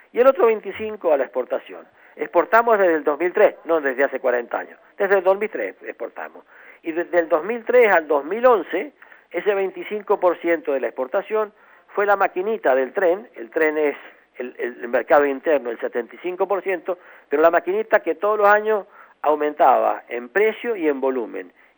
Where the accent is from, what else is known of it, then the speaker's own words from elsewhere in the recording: Argentina; piensen cuánto nosotros como argentinos consumimos de buen fresco y de pasa, nada.